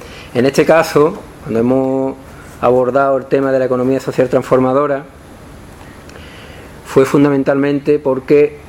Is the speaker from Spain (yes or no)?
yes; Morón de la Frontera, Andalusia, Spain; En la cooperativa de mi pueblo, Morón de la Frontera, está el mayor latifundista del pueblo y de muchos pueblos